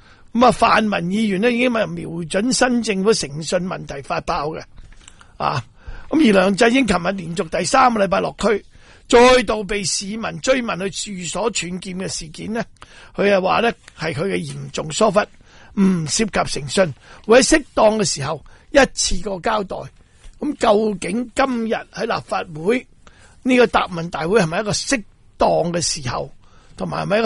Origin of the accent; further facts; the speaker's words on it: Singapore; 我企本嚟喺新加坡嚟噶，我新加坡人嚟噶